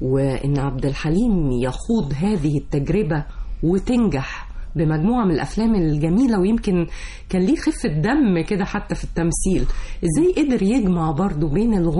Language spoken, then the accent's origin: Arabic; Egypt; كمصريين وامل